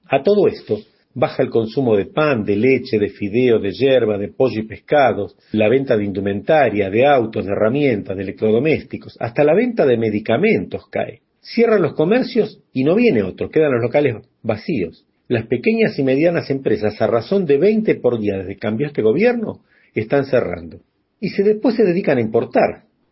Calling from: Buenos Aires, Argentina; desde Buenos Aires, Argentina. Quiero comentarles que acá, en mi país, en el año 2014 y 2015

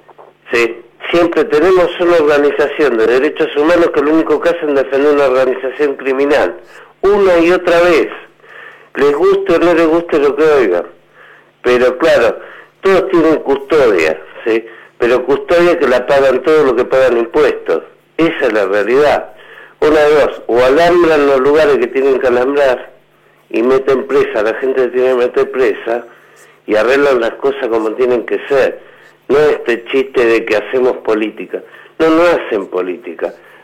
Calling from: Lanús, Buenos Aires Province, Argentina; de Lanús.

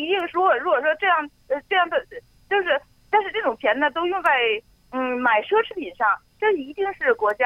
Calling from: Guizhou, China; 我来自贵州。

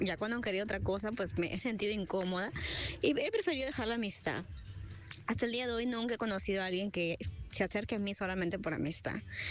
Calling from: Tumbes, Peru; soy de Tumbes. Te cuento mi experiencia.

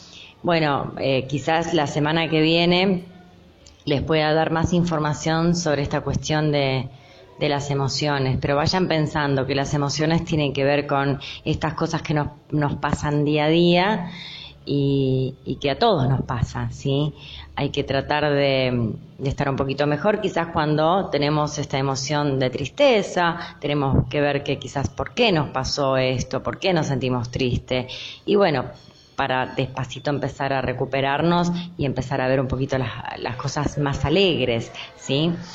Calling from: Lanús, Buenos Aires Province, Argentina; de Lanús.

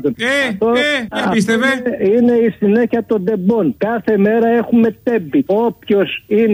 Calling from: Peristeri, Attica, Greece; από Περιστέρη.

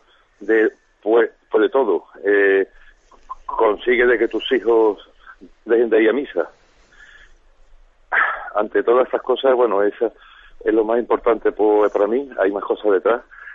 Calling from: Seville, Andalusia, Spain; Mire, soy de Sevilla.

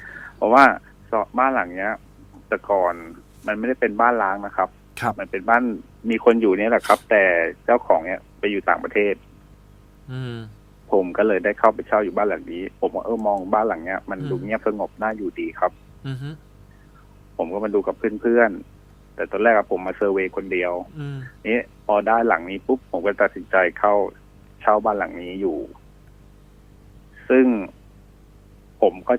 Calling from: Kamphaeng Phet, Thailand; ที่กำแพงเพชรครับ

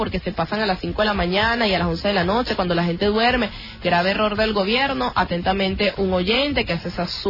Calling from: Los Guayos, Carabobo, Venezuela; soy del municipio de Los Guayos en Valencia

